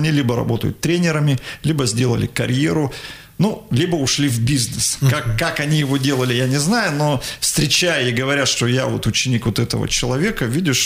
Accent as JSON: {"language": "Russian", "town": "Igarka", "region": "Krasnoyarsk Krai", "country": "Russia", "tie": "born or raised there", "said": "Мой родной город, в котором я родился и вырос."}